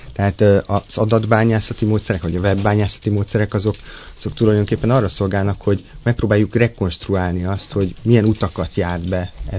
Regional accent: Pécs, Baranya, Hungary; Pécsről származom, úgyhogy...

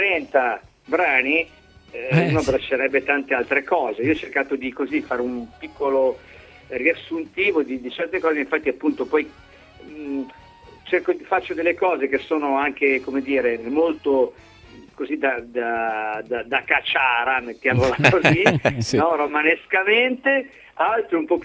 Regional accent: Milan, Lombardy, Italy; sono milanese

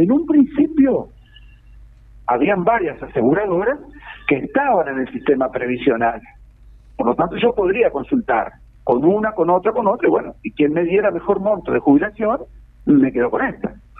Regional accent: Melo, Cerro Largo, Uruguay; now in Maldonado, Uruguay; Yo, por ejemplo, soy oriundo del Cerro Largo.

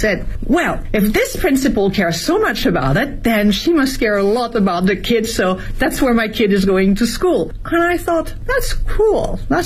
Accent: France; now in China; My environment, as I was growing up in France, we never would have questioned it, but now we do.

